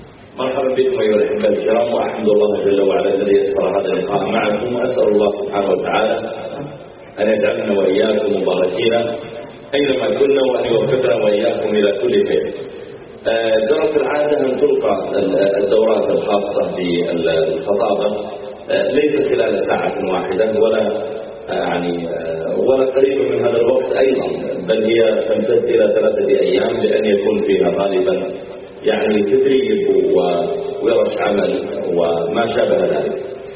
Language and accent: Arabic; Riyadh, Riyadh Province, Saudi Arabia; هو من أشهر الخطباء عندنا في الرياض